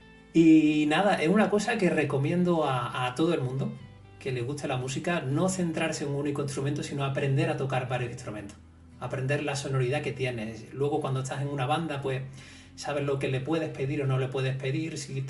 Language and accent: Spanish; Córdoba, Andalusia, Spain; en mi Córdoba natal, yo soy cordobés.